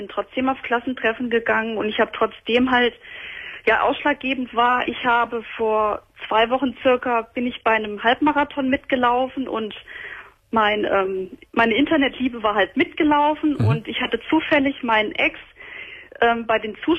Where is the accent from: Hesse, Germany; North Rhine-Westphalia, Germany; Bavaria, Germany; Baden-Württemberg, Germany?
Hesse, Germany; ich bin aus der Nähe von Kassel. Das ist ja schon ein Stück.